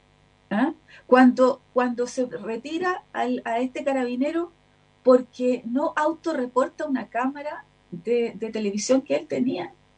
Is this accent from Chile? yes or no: yes; Chile; yo no soy santiaguina, acuérdense de eso, entonces yo soy provinciana, entonces no soy santiaguina, me cuestan los nombres de las calles muchas veces.